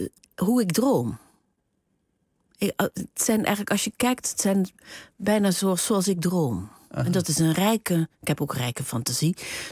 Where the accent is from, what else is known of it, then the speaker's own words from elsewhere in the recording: Huissen, Gelderland, Netherlands; ik kom uit Huissen. Ik ben geboren in Huissen. Dat ligt tussen Arnhem en Nijmegen in de Betuwe. En daar spraken ze vroeger, nog in mijn tijd, ook over Betuws. Dat is echt een streektaal.